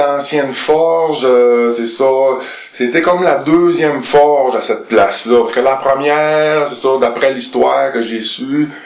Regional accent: Quebec, Canada; Non, moi, je viens du canton de la Beauce.

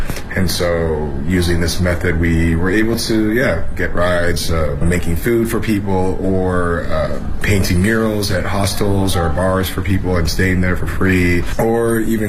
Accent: Canada; now in Beijing, China; I'm from Canada, and I'm a chef in Beijing

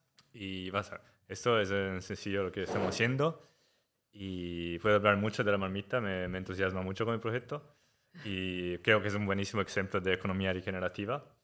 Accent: Italy; Spanish is a second language; moved away as an adult; now in Barcelona, Spain; Gracias, Mariló, por invitarme a este podcast. Y soy italiano, entonces perdona mi español, está un poco así, y catalán aún...

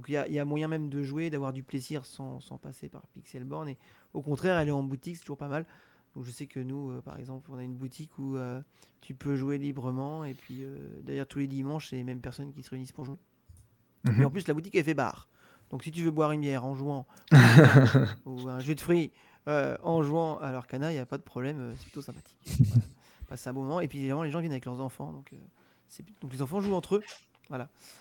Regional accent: Normandy, France; Ah bah oui, je suis normand pur. Normand. Ouais. Là-bas, je suis de la Manche.

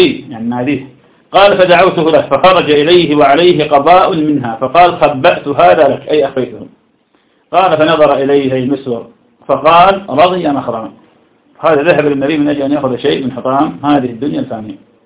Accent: Iraq; يعني تسأل عندنا في العراق شخص اسمه عبد القادر العامي

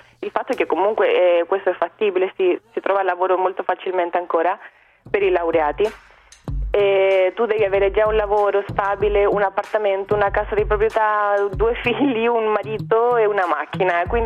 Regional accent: Chile; Italian is a second language; Quindi questo è il primo step che crea disuguaglianza in Cile, che è un grandissimo problema nel mio paese.

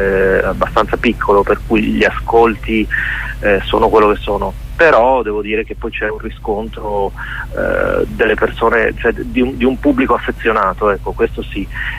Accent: Reggio Emilia, Emilia-Romagna, Italy; io poi sono originario di Reggio Emilia

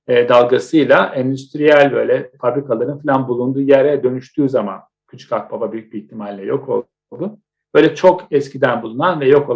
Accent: Istanbul, Turkey; Onun için şimdi ben Etiler'de büyüdüm.

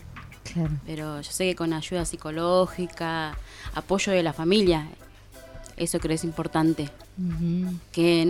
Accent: Entre Ríos, Argentina; yo soy de Entre Ríos. Y yo pensé, me vine con la idea que acá eso no existía.

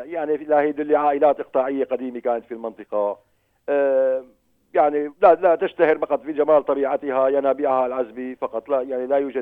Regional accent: Tartus Governorate, Syria; هو المعلم الأول في قريتنا نحن، هو من بنى أول مدرسة في تاريخ ضيعتنا في العام 1941.

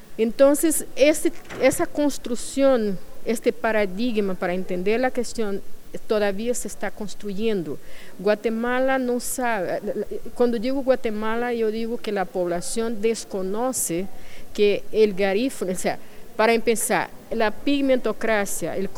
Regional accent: Brazil; yo soy brasileña y eso no puedo dejar de lado en ningún momento

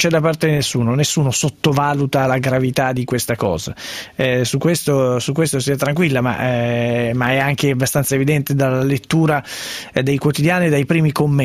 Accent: Sesto San Giovanni, Lombardy, Italy; Io poi sono di Sesto San Giovanni

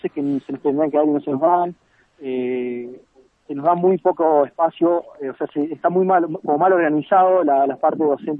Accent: San Luis, Argentina; yo soy de acá de San Luis, pero somos 2 o 3 nomás de San Luis

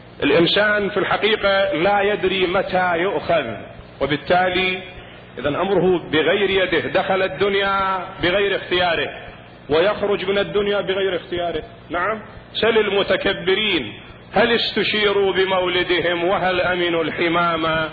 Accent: Iraq; هذا موجود عندنا بالعراق في بعض المناطق التي تزرع الرز.

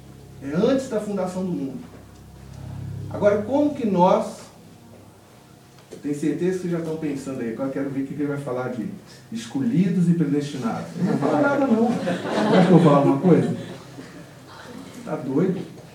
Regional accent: Minas Gerais, Brazil; a gente pode aqui, como bons mineiros, comer a sopa pela beirada

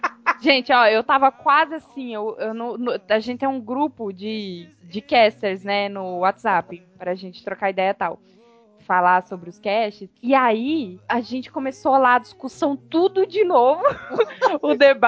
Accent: Minas Gerais, Brazil; Eu sou mineira.

